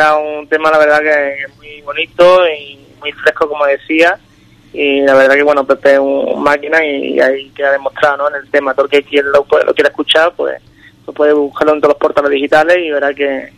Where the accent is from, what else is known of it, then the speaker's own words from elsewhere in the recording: Rincón de la Victoria, Andalusia, Spain; nosotros somos del Rincón de la Victoria de Málaga, un dúo que hacemos 10 años en la música, mi hermano y yo, que cantamos desde muy pequeño.